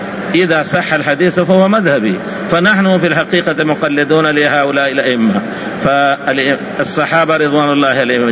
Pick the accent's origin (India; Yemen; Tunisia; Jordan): India; وأنا من أبناء الهند بفضل الله تعالى، ودرست والحمد لله من أبناء أهل الحديث بفضل الله تعالى، درست السنة في مدارس السنة